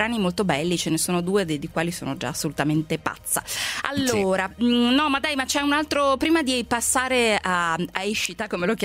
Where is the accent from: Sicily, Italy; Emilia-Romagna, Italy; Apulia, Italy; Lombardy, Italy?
Lombardy, Italy; però mi viene un po' Brianzola, perché io sono Brianzola.